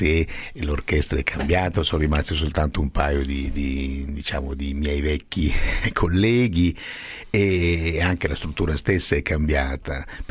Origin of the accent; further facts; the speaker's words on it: Abruzzo, Italy; isola abruzzese, nella mia terra